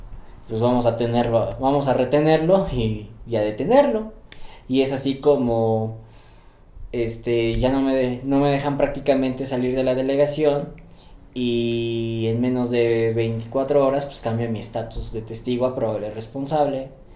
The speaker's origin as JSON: {"language": "Spanish", "region": "Mexico City", "country": "Mexico", "said": "tengo 29 años, soy de la Ciudad de México."}